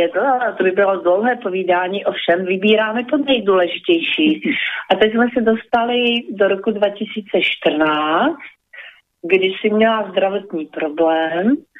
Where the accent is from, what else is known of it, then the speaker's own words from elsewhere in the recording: Slovakia; Czech is a second language; A i když jsem Slovenka, tak to ráda používám, protože se mi to líbí.